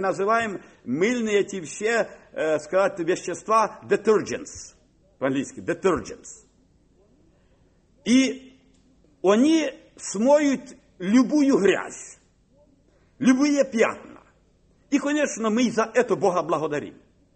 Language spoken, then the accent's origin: Russian; Kharkiv, Kharkiv Oblast, Ukraine; born there; я родился на Украине, в Харькове.